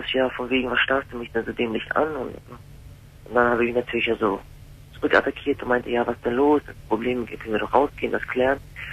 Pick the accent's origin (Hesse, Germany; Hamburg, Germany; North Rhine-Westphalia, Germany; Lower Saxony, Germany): Hamburg, Germany; Also ich komme aus Hamburg, habe ein sehr schweres Leben gehabt, bin in Problemstadtteilen aufgewachsen, in Asylheim. Ich komme aus dem ehemaligen Jugoslawien